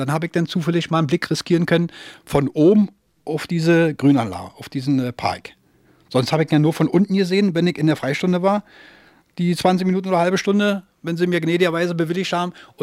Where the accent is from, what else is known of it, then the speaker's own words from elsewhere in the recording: Berlin, Germany; Bin am 20. August 1939 geboren in Berlin. Da habe ich dann meinen Abschluss gemacht, meinen Schulabschluss in Wannsee und später in Spandau im Bezirk Berlin.